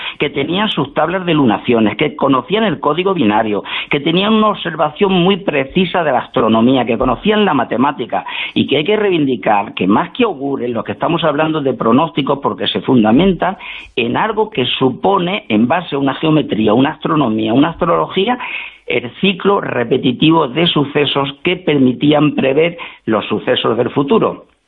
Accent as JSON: {"language": "Spanish", "country": "Spain", "said": "te voy a recordar una cosa como españoles que somos"}